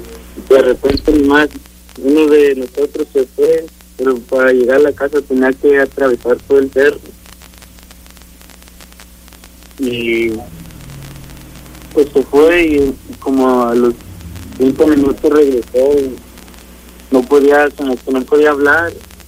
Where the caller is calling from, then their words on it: Texas, United States; Sí, aquí en Texas.